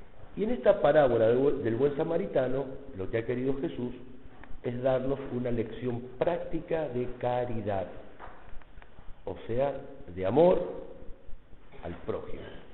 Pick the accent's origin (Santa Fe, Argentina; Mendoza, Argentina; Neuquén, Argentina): Mendoza, Argentina; pasa más o menos como en mi tierra, en Mendoza los chilenos no los queremos mucho.